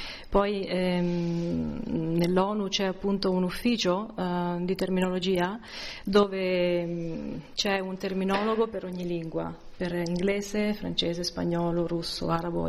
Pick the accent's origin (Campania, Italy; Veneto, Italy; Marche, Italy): Marche, Italy; Civitanova Marche; also born or lived in Florence; sono italiana, vengo dalle Marche, da Civitanova Marche. Ho fatto i miei studi a Firenze, nella Scuola Superiore per Traduttori ed Interpreti. E da lì ho vissuto a Firenze per un periodo